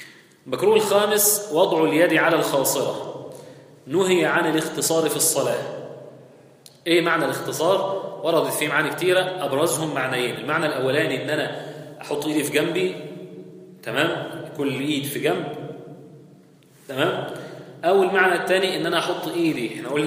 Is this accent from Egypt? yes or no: yes; Egypt; الناس بتقول هنا عندنا في مصر معرفش في البلاد التانية ولا،